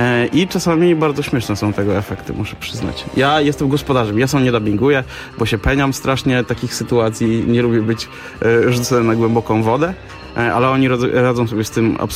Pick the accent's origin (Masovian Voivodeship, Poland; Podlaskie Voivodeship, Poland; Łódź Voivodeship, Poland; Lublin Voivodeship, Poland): Masovian Voivodeship, Poland; Radom; na takim osiedlu Borki w Radomiu.